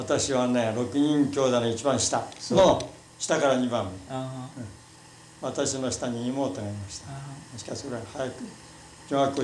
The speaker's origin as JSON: {"language": "Japanese", "region": "Miyagi", "country": "Japan", "said": "仙台の近く。仙台のちょっと南の方でね。"}